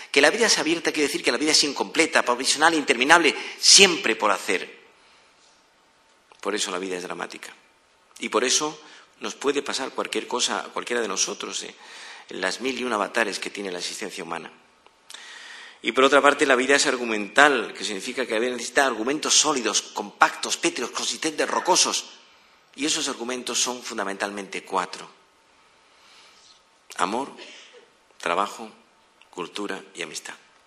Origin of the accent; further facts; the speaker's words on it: Madrid, Community of Madrid, Spain; Cuando yo voy al extranjero con mi mujer, la gente y digo que vengo de Madrid